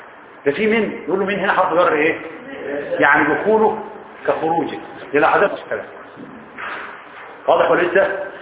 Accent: Egypt; بيقولوها المصريين صح ما انا منهم انا مصري برضه

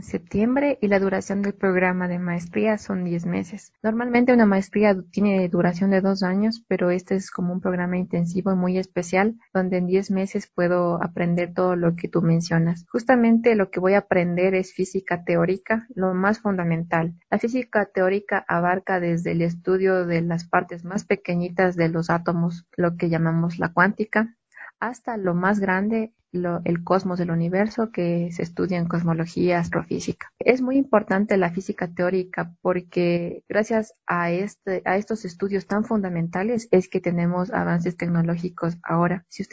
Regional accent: Latacunga, Cotopaxi, Ecuador; yo soy de la Tacunga.

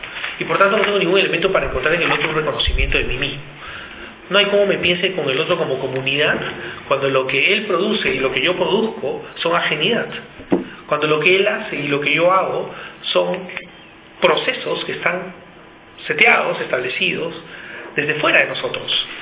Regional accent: Peru; Yo vengo de Perú, ahí tenemos un tema con el capital extractivo

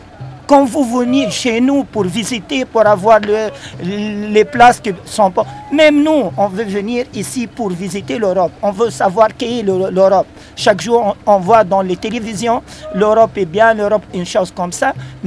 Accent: Tunisia; moi, je suis venu de la Tunisie.

